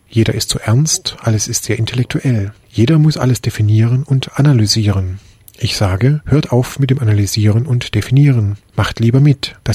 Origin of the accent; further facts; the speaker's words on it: India; Ich selbst spreche über Indien, denn ich bin Inder